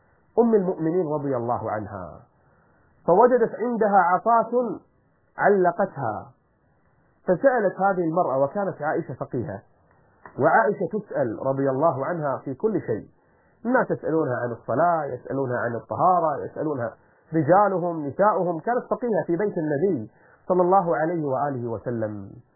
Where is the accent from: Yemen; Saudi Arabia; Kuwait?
Kuwait; accent: Kuwaiti; أو إحنا بلهجتنا الكويتية نسميه البراعصي